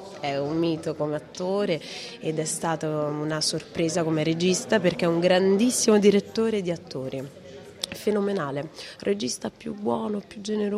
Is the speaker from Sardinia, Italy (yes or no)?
no; Rome, Lazio, Italy; essendo io romana, nata e vissuta a Roma, tifosa della Roma